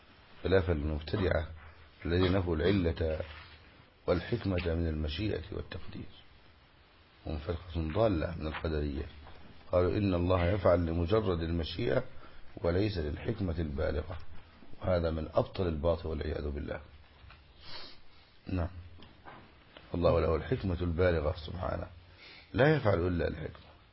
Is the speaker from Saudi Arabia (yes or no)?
no; Egypt; والمثل الذي عندنا في مصر